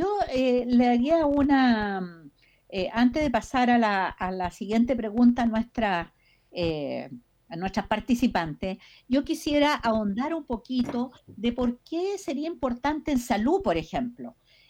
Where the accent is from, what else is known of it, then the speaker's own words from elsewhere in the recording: Chile; Yo creo que nos merecemos, como chilenos y chilenas, como habitantes, más que como chilenos, como habitantes de esta tierra